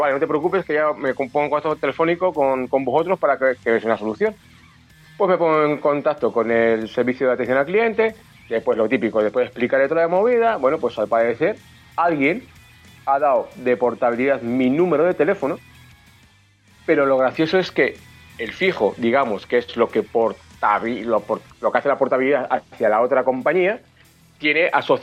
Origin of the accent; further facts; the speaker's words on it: Canary Islands, Spain; perdón, es que soy de Canarias. O vengo de Canarias.